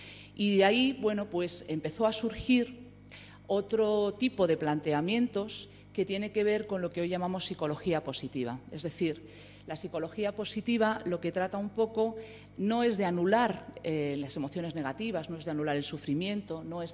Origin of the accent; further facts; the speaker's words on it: Madrid, Community of Madrid, Spain; también tengo mis raíces andaluzas, sino porque efectivamente yo soy de barrio. Yo soy de un barrio, yo soy de Villaverde, un barrio de Madrid, que para los que no lo conozcáis, pues es similar en las características de Carabanchel y de otros tipos de barrios